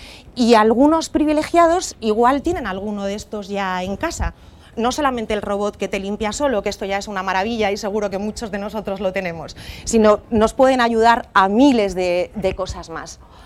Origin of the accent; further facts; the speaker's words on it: Madrid, Community of Madrid, Spain; accent: Castilian; Como veis, acento no tengo. Llevo toda la vida viviendo en Madrid, así que tengo un acento un poco más castellano, pero la realidad es que mi familia es de aquí, es de Sevilla, toda mi familia es de Andalucía